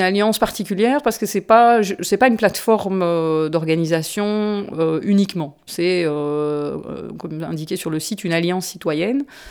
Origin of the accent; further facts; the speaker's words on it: Brussels, Belgium; D'autant que moi, je suis une urbaine. Hein. Je suis de Bruxelles.